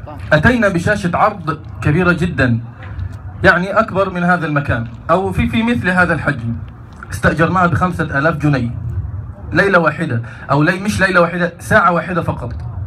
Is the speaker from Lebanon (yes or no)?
no; Egypt; فعلا اليوتيوب كان لي أثر كبير جدا في الشباب عندنا في مصر